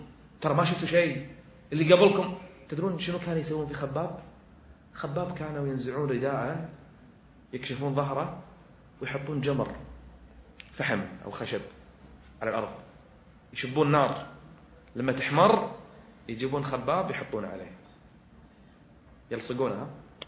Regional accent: Kuwait; وهي يمكن أعلى مرتبة عندنا بالكويت

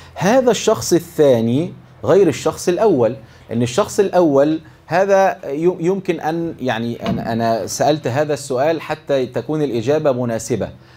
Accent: Egypt; accent: Egyptian; تفهموني انا بتكلم مصري ولا اكلمكم؟

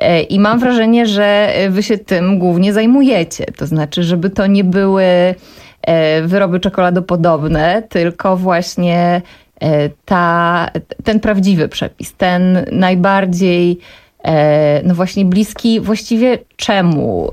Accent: Świętokrzyskie Voivodeship, Poland; bo ja pochodzę ze Świętokrzyskiego

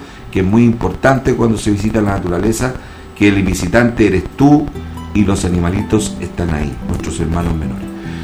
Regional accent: Chile; Pásenlo bien si somos chilenos, y eso no nos quita nadie.

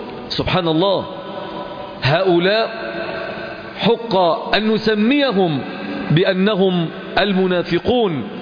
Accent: Egypt; نحن في بلدنا مصر، ما الذي نحتاج؟

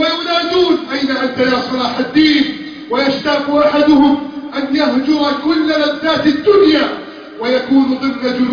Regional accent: Egypt; اللهم احف بلدنا مصر من كيد الكائدين وحقد الحاقدين

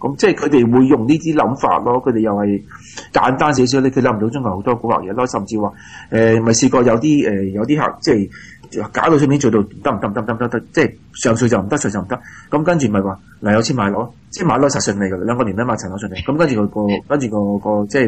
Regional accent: Australia; 我哋澳洲人去為咗啲人喺外來人辦假結婚

